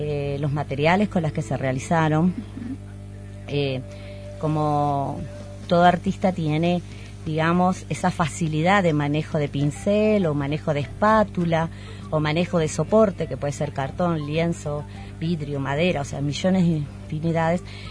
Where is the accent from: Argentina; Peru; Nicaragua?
Argentina; Jujuy; soy jujeña y cuando tenía entre 5 y casi 10 años, mi abuelo me llevaba a recorrer toda la hermosa quebrada de Humahuaca